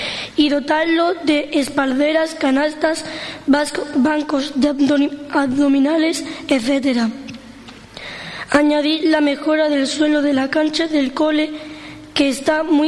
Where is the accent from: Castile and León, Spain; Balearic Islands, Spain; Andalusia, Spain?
Andalusia, Spain; Ubrique; Mi pueblo está enclavado entre dos grandes parques naturales, lo cual lo hace apropiado para darse un paseo en familia en bicicleta. Es complicado poder transitar por Ubrique